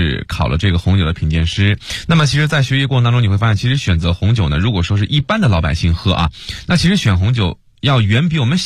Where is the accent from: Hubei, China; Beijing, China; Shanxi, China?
Beijing, China; 咱们北京人